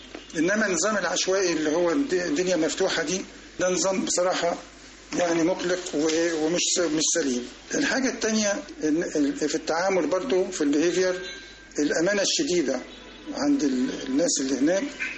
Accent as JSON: {"language": "Arabic", "country": "Egypt", "said": "احنا كمصريين لما بنمشي ماشيه بطيئه سلولي"}